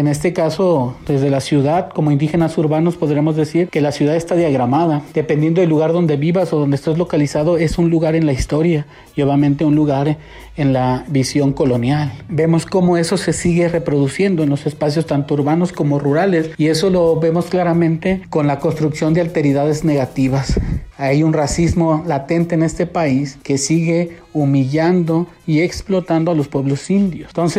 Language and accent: Spanish; Chapultenango, Chiapas, Mexico; now in Guadalajara, Mexico; soy de Chapultenango, Chiapas, y desplazado a la ciudad de Guadalajara